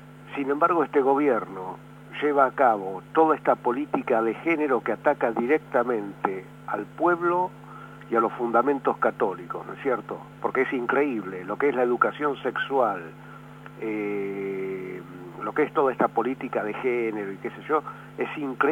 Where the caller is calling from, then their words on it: Barracas, Buenos Aires Province, Argentina; de Barracas.